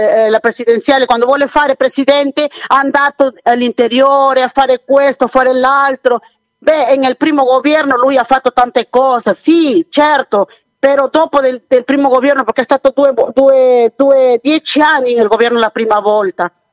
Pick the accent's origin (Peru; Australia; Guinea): Peru; Italian is a second language; No, il mio paese già è un Venezuela, perché lei vede solo Lima, non è il Perù, non è solo Lima, il Perù deve andare nell'interiore